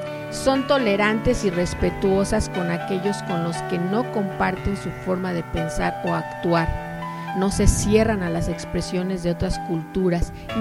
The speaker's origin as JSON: {"language": "Spanish", "region": "Mexico City", "country": "Mexico", "tie": "born there", "said": "parte de mi padre son de Veracruz y por parte de mi madre vienen de Taxco, Guerrero. Y bueno, yo nací en México, Distrito Federal"}